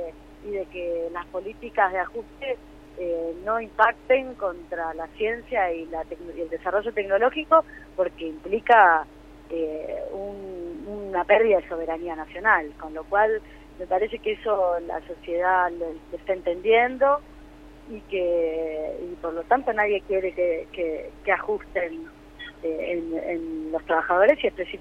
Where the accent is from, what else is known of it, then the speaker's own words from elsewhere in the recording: Buenos Aires, Argentina; Nosotros somos de Buenos Aires.